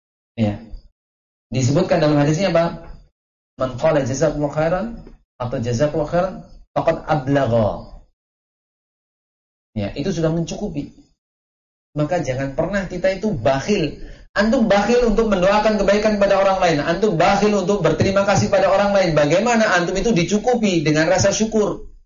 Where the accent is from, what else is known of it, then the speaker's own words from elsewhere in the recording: Java, Indonesia; Tapi tabiatnya kita orang Jawa itu enggak akan seperti itu.